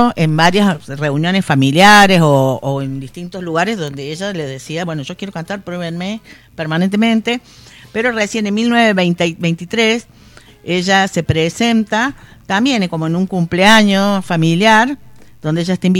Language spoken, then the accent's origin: Spanish; Córdoba, Argentina; Yo soy muy cordobesa, así que no me pidan mucho. Conocí Buenos Aires casi a los 50.